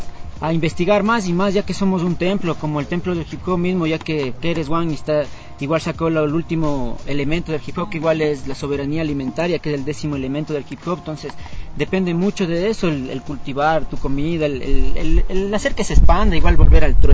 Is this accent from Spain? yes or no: no; Machachi, Ecuador; yo crecí allá en Machache hasta los 15 años y de ahí vine acá al Valle Verde